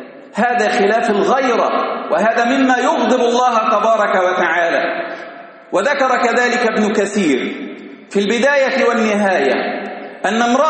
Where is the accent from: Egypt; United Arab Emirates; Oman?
Egypt; Kerdasa, Giza Governorate; هذا يحدث في بلدتنا في كرداسة،